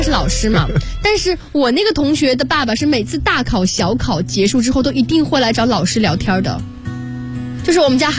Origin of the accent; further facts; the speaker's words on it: Wuxi, Jiangsu, China; accent: Wuxi dialect; 我们无锡话呢就比较吴侬软语嘛，本来也会比较拖沓那种。